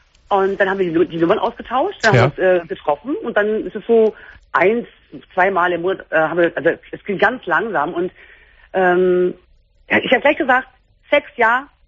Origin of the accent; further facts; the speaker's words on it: Berlin, Germany; ich komme aus Berlin